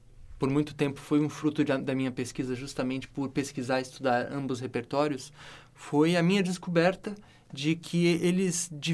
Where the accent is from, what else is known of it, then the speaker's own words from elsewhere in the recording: Brazil; talvez eu como brasileiro pude olhar, olhando isso de fora